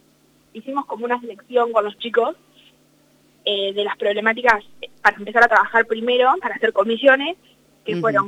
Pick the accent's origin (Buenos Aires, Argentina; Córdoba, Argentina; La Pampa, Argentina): La Pampa, Argentina; Catriló; tengo 17 años, estoy en el último año del colegio, soy de Catrino La Pampa, estoy en el colegio Mediano Cortado.